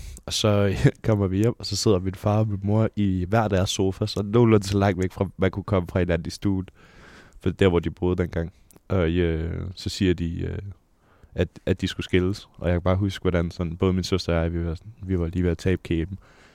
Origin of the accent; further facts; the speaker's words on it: Frederikssund, Capital Region of Denmark, Denmark; Jamen, jeg er født og opvokset i Frederikssund. Der boede jeg indtil jeg var cirka 20 år gammel. Flyttede jeg til Østerbro i en lille etværelses lejlighed op under et loft.